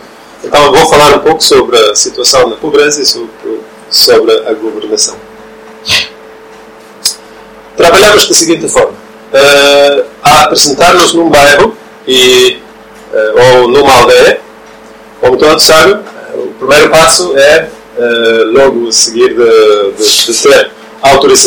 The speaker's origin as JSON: {"language": "Portuguese", "country": "Norway", "second_language": "Portuguese", "said": "Eu sou norueguês."}